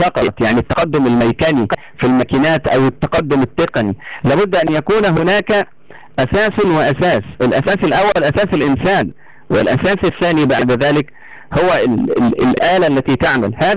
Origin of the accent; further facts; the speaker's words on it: Egypt; يعني مثلا لو أنك نظرت إلى ما يعرف عندنا في مصر باسم أبو كريفة